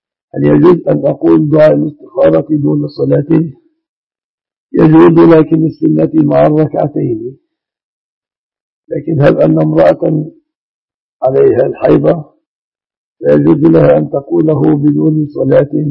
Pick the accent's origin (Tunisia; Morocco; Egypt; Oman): Egypt; الذي هو أغلب الذهب المستعمل في بلادنا مصر.